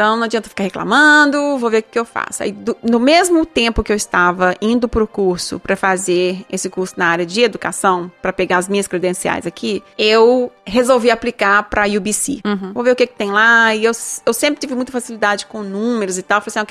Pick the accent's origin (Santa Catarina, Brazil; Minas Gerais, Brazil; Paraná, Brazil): Minas Gerais, Brazil; Por exemplo, eu sou de Minas, eu acho que eu tive uma sombrinha na minha vida.